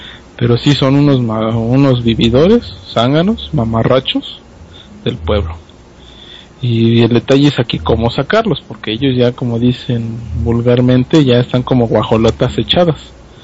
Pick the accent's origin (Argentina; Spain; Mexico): Mexico; los rezagos que tenemos como pueblo mexicano son demasiados